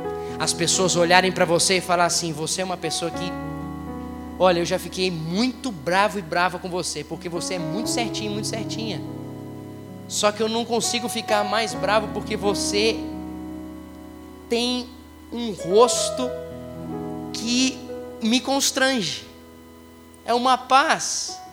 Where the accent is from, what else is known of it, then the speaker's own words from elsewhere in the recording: Paraíba, Brazil; eu sou paraibano